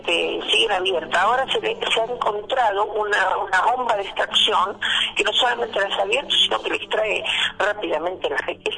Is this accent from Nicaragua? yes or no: no; Argentina; la sociedad empiece a tomar conciencia de que todos somos argentinos